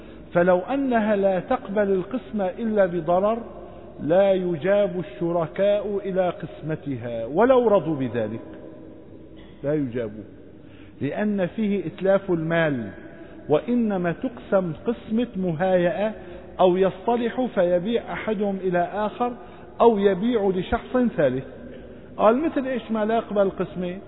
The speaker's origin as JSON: {"language": "Arabic", "country": "Syria", "said": "إلغاء الشفعة من القانون عندنا في سوريا"}